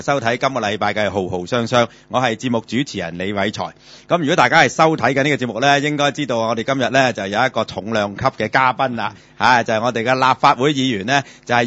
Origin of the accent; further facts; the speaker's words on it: Hong Kong; 我哋香港人係咪特色嚟嘅魚肉燒賣